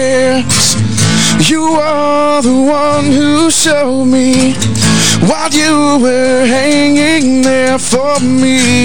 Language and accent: English; New Johnsonville, Tennessee, United States; now in Clarksville, United States; I'm the lead singer. I'm from New Johnsonville, Tennessee, and I've lived here in Clarksville for about 20 years now, so.